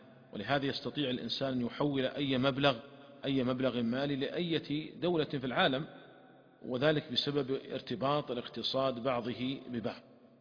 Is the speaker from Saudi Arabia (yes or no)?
yes; Saudi Arabia; وتطورت تطورا كبيرا عندنا في المملكة العربية السعودية